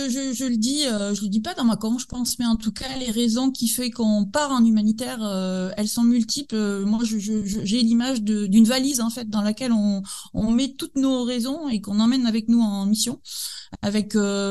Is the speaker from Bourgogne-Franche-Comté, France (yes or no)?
no; Nouvelle-Aquitaine, France; moi j'ai 43 ans aujourd'hui, je suis originaire du Pays Basque